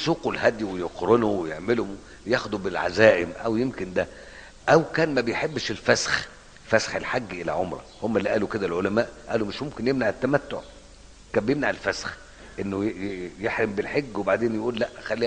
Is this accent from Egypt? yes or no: yes; Egypt; انت مالك ومالنا احنا مصريين بنتكلم مع بعض